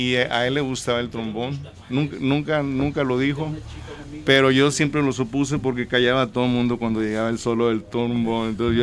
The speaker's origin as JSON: {"language": "Spanish", "town": "Nogales", "region": "Sonora", "country": "Mexico", "tie": "born or raised there", "moved": "yes", "said": "Y bueno, ese es mi lugar de origen. Así es que yo, por eso digo que yo crecí en Nogales."}